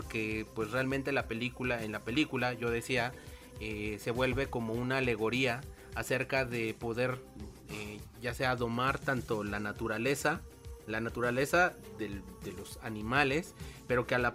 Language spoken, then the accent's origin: Spanish; Mexico; como mexicanos, llegamos a perdernos entre esa idea de que pues venimos también de indígenas